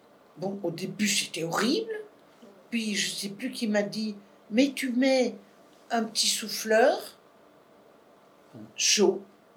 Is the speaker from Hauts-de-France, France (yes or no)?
yes; Hauts-de-France, France; Je suis du Nord.